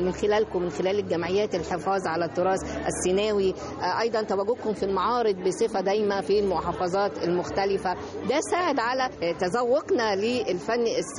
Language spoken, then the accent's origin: Arabic; Egypt; يعني أنا نفسي كنت أتمنى إن يعني إحنا كمرأة مصرية يكون لينا زي تراثي من خلاله يعني نتعرف بيه